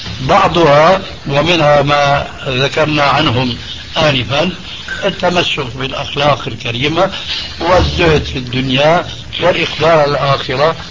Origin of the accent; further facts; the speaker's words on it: Syria; بعض العبارات التي مع الأسف تلقفها بعض العامة عندنا في سوريا